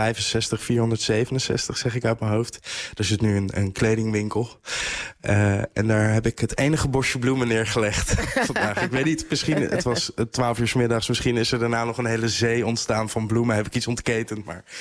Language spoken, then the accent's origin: Dutch; The Hague, South Holland, Netherlands; Ik kom zelf uit Den Haag.